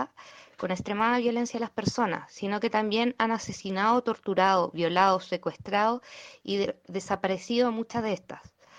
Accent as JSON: {"language": "Spanish", "country": "Chile", "lives_now": "Uruguay", "said": "somos chilenas y chilenos residentes en Uruguay"}